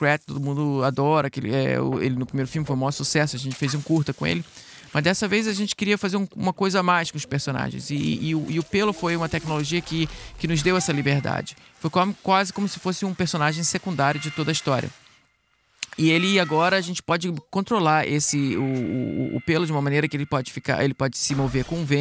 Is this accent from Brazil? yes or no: yes; Brazil; now in United States; O filme foi feito aqui nos Estados Unidos, mas como eu sou brasileiro, então vamos aproveitar essa oportunidade.